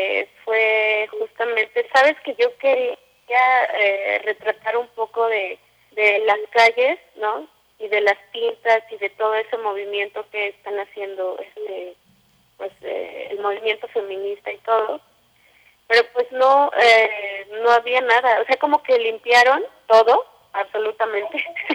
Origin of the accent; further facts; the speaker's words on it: Iztapalapa, Mexico City, Mexico; Los grafitis que salen ahí están por mi casa, nosotros somos de Iztapalapa.